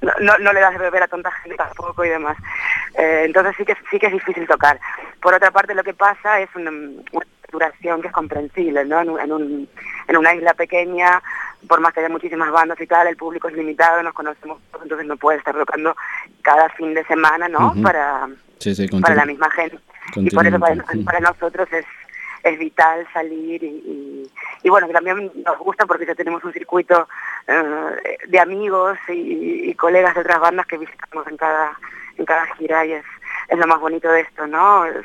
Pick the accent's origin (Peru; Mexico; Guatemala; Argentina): Argentina; now in Palma, Spain; la banda se formó en el 99, hace ya 13 años, en Buenos Aires. Somos tres argentinos y luego nos movimos a la isla